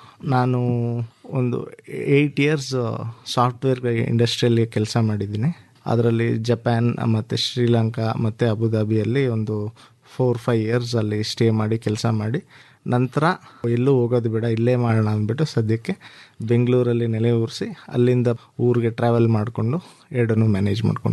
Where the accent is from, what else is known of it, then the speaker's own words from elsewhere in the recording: Laknahalli, Karnataka, India; ನಾನು ಮೂಲತಃ ಲಕ್ನಹಳ್ಳಿ ಗ್ರಾಮದವರು.